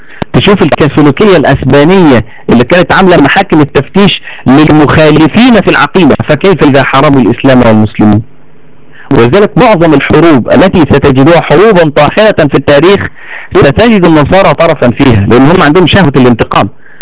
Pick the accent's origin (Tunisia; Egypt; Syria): Egypt; واحنا عندنا في مصر هنا